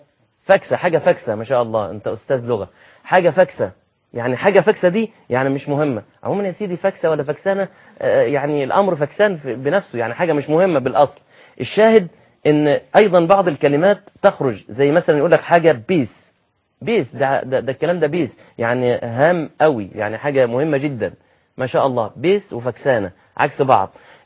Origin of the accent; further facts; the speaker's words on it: Egypt; نعم أنت دي لغتك وده المتعرف عليه في بلدك زي عندنا في مصر